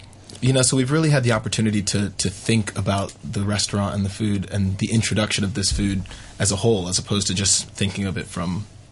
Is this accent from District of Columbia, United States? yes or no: yes; Washington, District of Columbia, United States; now in Hong Kong; I'm from D.C., right? So Washington, D.C. But I was born in L.A., so I do have family still in L.A.